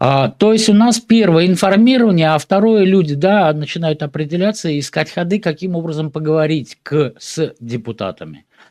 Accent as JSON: {"language": "Russian", "region": "Nizhny Novgorod Oblast", "country": "Russia", "said": "я вот из Нижегородской области, там 5 поселений"}